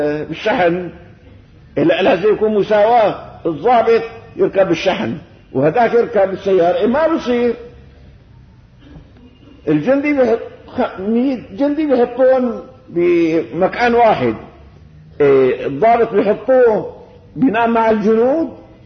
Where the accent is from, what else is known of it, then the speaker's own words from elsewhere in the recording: Syria; وان شاء الله بلدنا هي بلدنا سوريا